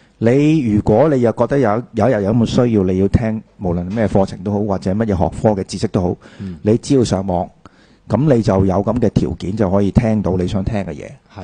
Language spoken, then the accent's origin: Cantonese; Hong Kong; 咁我哋香港我哋作為一個即係使用中文或者我哋使用廣東話作為母語嘅一個社區咧，